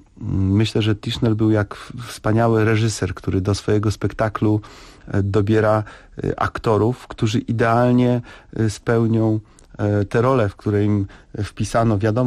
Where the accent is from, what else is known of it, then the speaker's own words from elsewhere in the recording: Lesser Poland, Poland; myśmy w to jako górale za bardzo uwierzyli